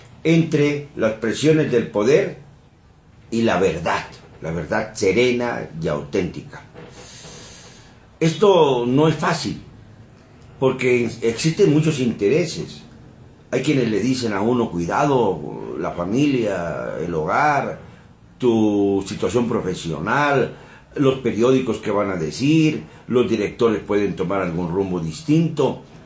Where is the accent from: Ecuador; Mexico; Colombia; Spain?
Mexico; hablar de los mexicanos, porque también yo soy mexicano